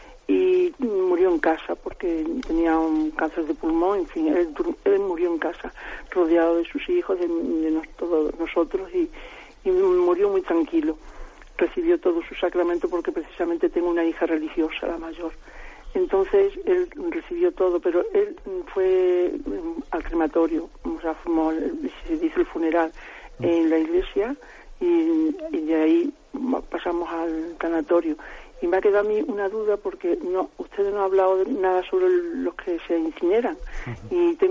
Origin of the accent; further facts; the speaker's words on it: Salamanca, Castile and León, Spain; de Salamanca.